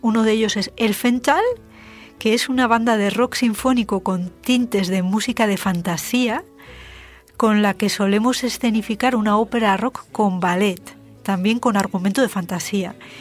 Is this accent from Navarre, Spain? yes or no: yes; Pamplona, Navarre, Spain; Soy de Pamplona